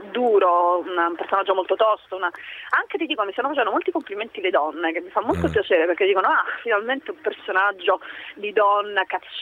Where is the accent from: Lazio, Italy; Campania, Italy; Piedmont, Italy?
Campania, Italy; Caserta; La mia madre è proprio italiana, sono del sud, io campana, casertana.